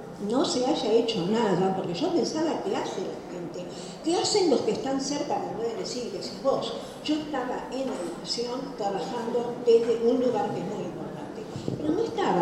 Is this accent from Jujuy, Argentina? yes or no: no; Buenos Aires, Argentina; nací en Caballito, viví en Caballito y vivo en Caballito. Y provengo de dos familias maternas y paternas de Caballito.